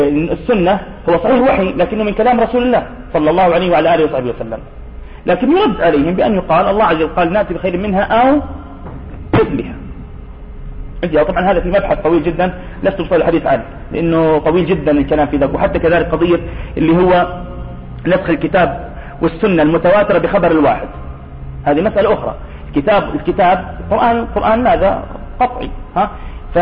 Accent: Nablus, West Bank, Palestine; وخصوصا إنه معروف عندنا في نابلس في عندنا مشكلة في القبلة

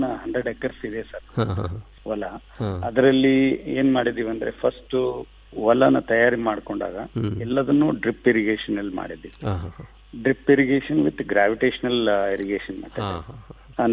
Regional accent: Budagumpa, Karnataka, India; ನಾನು ಹಳ್ಳಿಯಲ್ಲಿ ಹುಟ್ಟಿ ಕನ್ನಡ ಮೀಡಿಯಂದಲ್ಲೇ ನಾನು ಓದ್ದವನು. ಅಲ್ಲೇ ಒಂದು ಗಂಗಾವತಿ ಹತ್ರ ಕಾರ್ಟಿಗಿ ಬೂದ್ಗುಂಪ ಅಂತ ಒಂದು ಊರಿಂದ ನಾವು

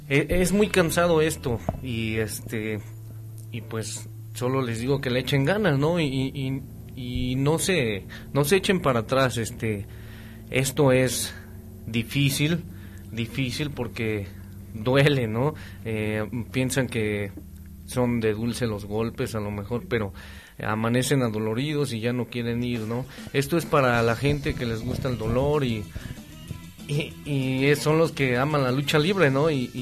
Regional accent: Tulancingo, Hidalgo, Mexico; soy de Tulancingo, Hidalgo.

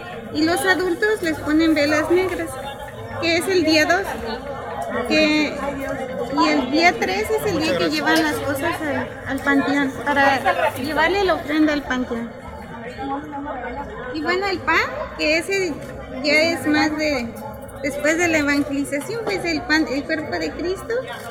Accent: Morelos, Mexico; No soy del estado de Yucatán, pero quise hacer esta ofrenda. El mío es el estado de Morelos

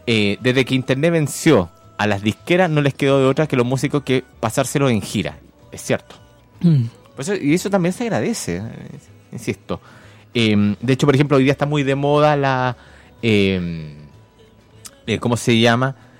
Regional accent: Concepción, Biobío, Chile; a mí, que soy penquista, me marca emociones clandestinas

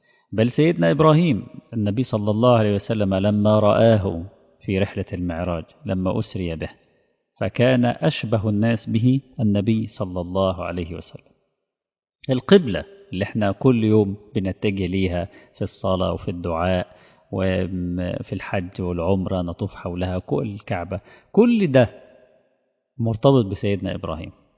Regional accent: Egypt; خاصة نحن كمصريين لنا ارتباط وجداني بها

